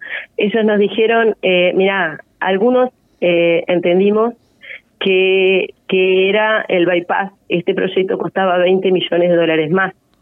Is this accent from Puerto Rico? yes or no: no; Sarandí Grande, Florida, Uruguay; yo soy de Sarandí Grande también